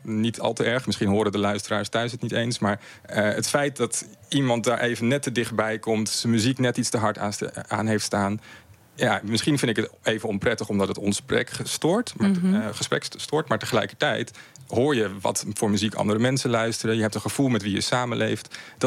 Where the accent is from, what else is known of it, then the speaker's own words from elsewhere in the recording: Amsterdam, North Holland, Netherlands; Ik kom zelf uit Amsterdam.